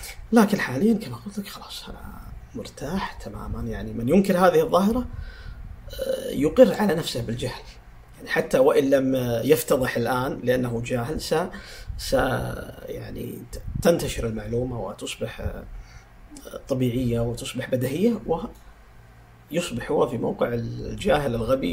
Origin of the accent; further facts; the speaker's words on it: Saudi Arabia; حتى عندنا في السعودية